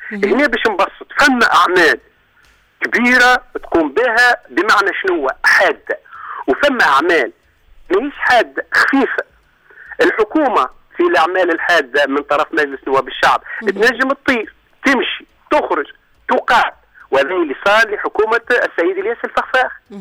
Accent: Tunisia; احنا عندنا في تونس

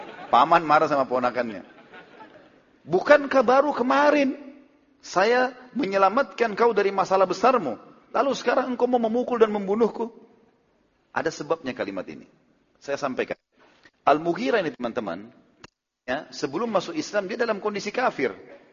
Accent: South Sulawesi, Indonesia; saya dari Sulawesi Selatan, dan saya banyak orang Bugis, ya.

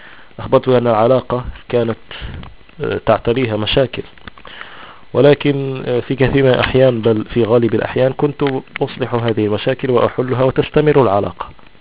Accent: Morocco; accent: Shilha; Arabic is a second language; كيغ أشلحي، يعني أنا أمازيغي أتكلم اللهجة الشلحة

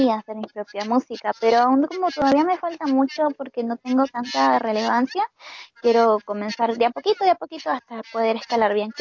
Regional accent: Peru; now in Argentina; Digo, yo soy peruana, pero vivo en Argentina. Soy peruana con descendencia japonesa, pero actualmente vivo en Argentina.

